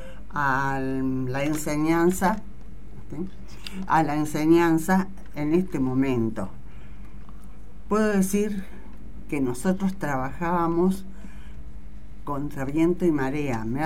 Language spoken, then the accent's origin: Spanish; Romang, Santa Fe, Argentina; also born or lived in Buenos Aires; me crié, viví mi niñez, mi juventud en Román. Pueblo ahora está hermoso. Era hermoso antes porque era el pueblo que quería